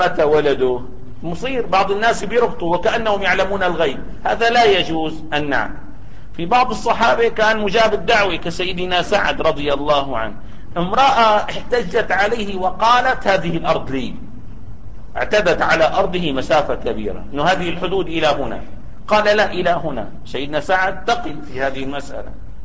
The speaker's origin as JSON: {"language": "Arabic", "country": "Syria", "said": "يعني عندنا في سوريا لا يجتمع اثنان على ملك سنتيمتر واحد"}